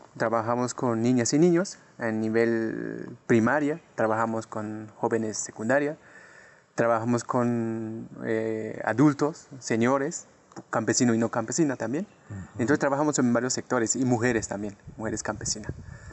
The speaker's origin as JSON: {"language": "Spanish", "region": "Chiapas", "country": "Mexico", "said": "Yo vengo de México, Soy de Chiapas."}